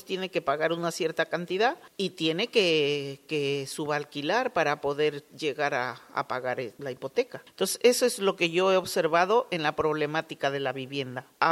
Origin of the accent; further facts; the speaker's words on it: Peru; Conozco una paisana peruana que su